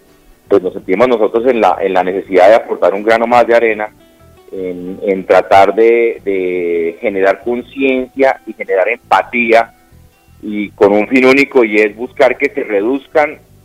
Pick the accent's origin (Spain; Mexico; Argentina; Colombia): Colombia; Así somos los colombianos, posiblemente.